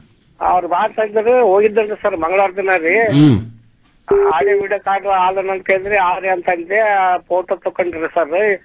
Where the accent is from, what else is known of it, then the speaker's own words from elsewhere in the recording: Jevargi, Karnataka, India; Jevargi ತಾಲೂಕ.